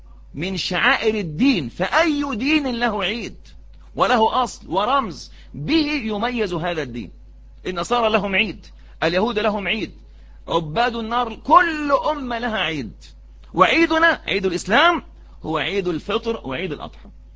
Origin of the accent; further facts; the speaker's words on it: Egypt; دي عادة وإحنا كشعب مصري مش عارفين بنعيد